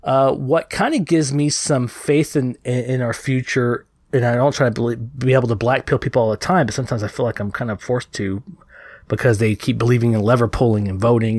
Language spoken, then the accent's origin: English; Texas, United States; being a Southerner myself, I was born and raised in Texas